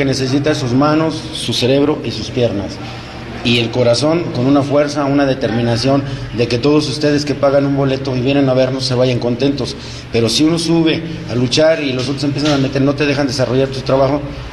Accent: Guadalajara, Jalisco, Mexico; Gracias, y es mi tierra natal, y aquí tiene el ombligo.

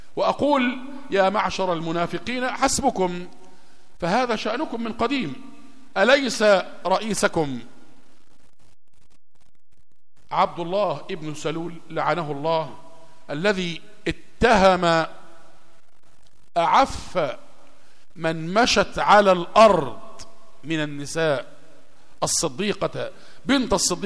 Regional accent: Egypt; قصة راقصة من الراقصات المشهورات عندنا في مصر

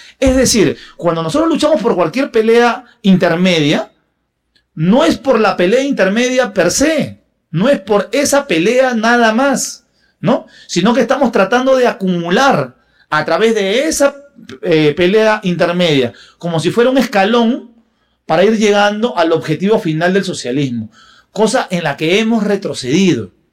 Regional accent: Peru; Yo soy peruano

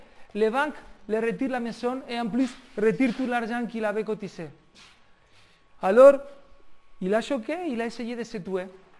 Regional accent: Spain; moi, en tant qu'Espagnol, moi, je paye des impôts

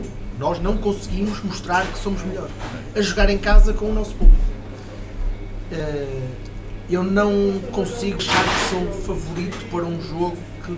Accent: Porto, Portugal; born there; Curiosamente, nasci na Sé

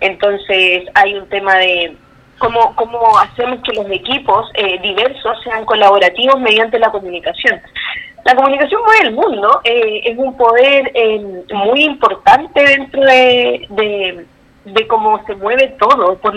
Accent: Concepción, Biobío, Chile; yo soy de Concepción, de la ciudad de Concepción, nosotros estamos instaladas acá

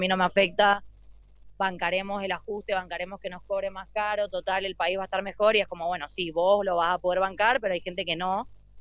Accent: Mendoza, Argentina; Yo soy de Mendoza, sí.

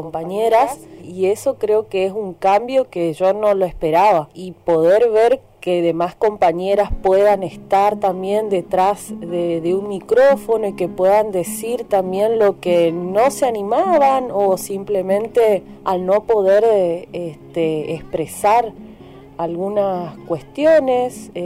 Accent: Goya, Corrientes, Argentina; soy de Goya Corrientes

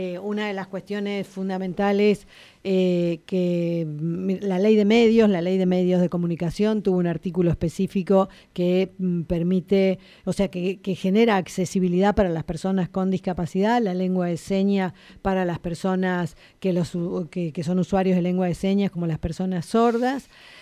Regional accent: Río Turbio, Santa Cruz, Argentina; also born or lived in Río Gallegos / Spain; now in La Plata, Argentina; la primaria y la secundaria la estudié en mi pueblo, que es Río Turbio, en Santa Cruz. El primer profesorado de primaria lo hice en Río Gallegos, en Santa Cruz. Y el otro profesorado en discapacidad ya estaba acá y lo cursé en La Plata.

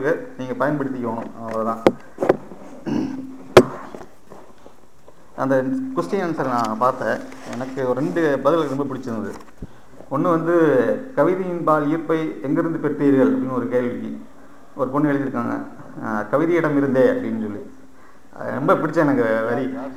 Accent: Coimbatore, Tamil Nadu, India; நான் கோயம்புத்தூர் தான் இருவோம்

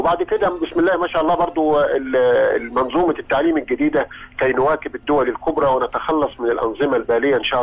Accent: Qena, Qena Governorate, Egypt; يعني احنا من ابناء الصعيد من قنا

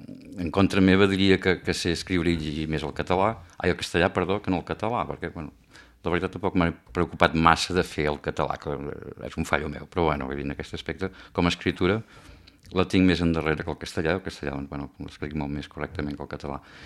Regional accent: Aiguaviva, Catalonia, Spain; born there; El meu pare són d'Aigua Viva. Eren veïns i això, vaig néixer a Aigua Viva el juny del 54.

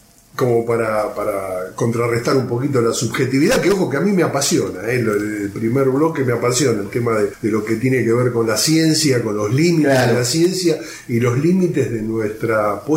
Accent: Argentina; A mí como ciudadano argentino no solamente me defraudó

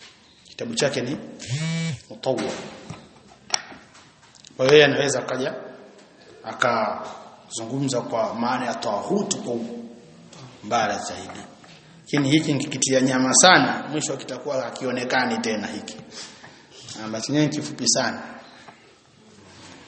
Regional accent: Tanga, Tanga Region, Tanzania; Mbaya zaidi sasa kule kwetu Tanga kuna kitu kimoja kimezuka.

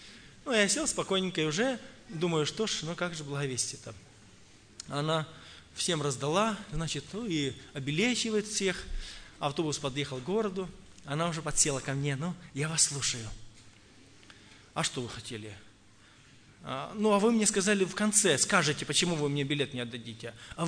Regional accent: Tula Oblast, Russia; я из Тульской области, благовестник.

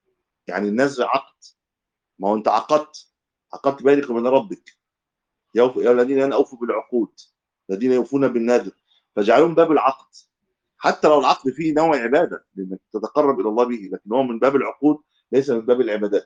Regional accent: Egypt; لكن لو العمله واحده زي عندنا في مصر

